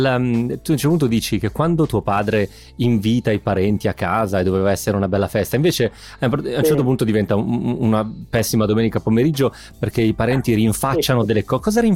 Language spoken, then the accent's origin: Italian; Piedmont, Italy; now in Lombardy, Italy; Io da Milan, poi da milanese adottato, perché io sono piemontese della provincia di Novara, però insomma da uomo che ormai vive in Lombardia